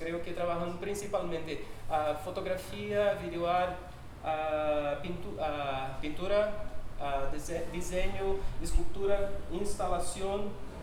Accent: Pará, Brazil; Spanish is a second language; soy del norte de Brasil, que es esta porción. El norte de Brasil es hecho de 1, 2, 3, 4, 7 departamentos, pero mi departamento es este acá. Acá es una imagen del departamento de Pará

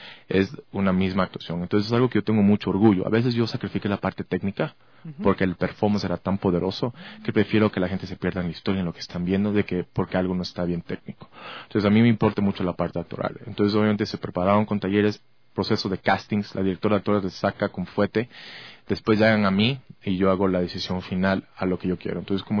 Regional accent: United States; also born or lived in Ecuador; yo me crié casi 20 años en Estados Unidos desde que tenía 8 años.

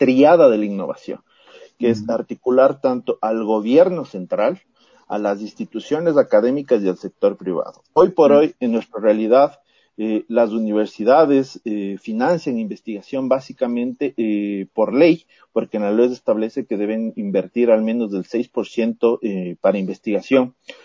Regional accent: Ecuador; el siguiente reto de todos nosotros como ecuatorianos es justamente el fortalecer las estructuras de investigación

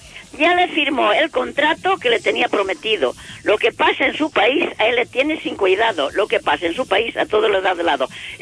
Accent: Cuba; born there; yo nací en Cuba, hija del padre de Ourense y madre de León

